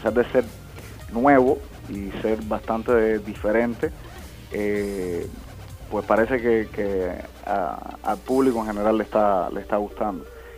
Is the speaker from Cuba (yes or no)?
yes; Cárdenas, Matanzas, Cuba; also born or lived in Las Tunas; y muy muy pequeño nos mudamos para Matanzas, o sea, para el occidente. Y realmente mi formación, mi crecimiento fue en Matanzas, específicamente en Cárdenas.